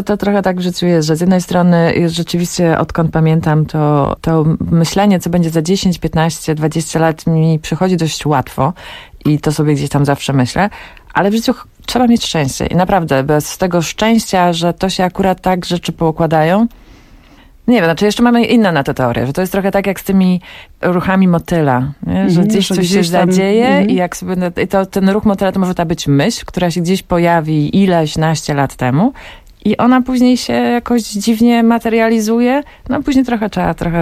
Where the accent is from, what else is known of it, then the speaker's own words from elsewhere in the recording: Głogów, Lower Silesian Voivodeship, Poland; mam dwóch starszych braci, byłam najmłodsza i urodziłam się w Głogowie, tam mieszkałam.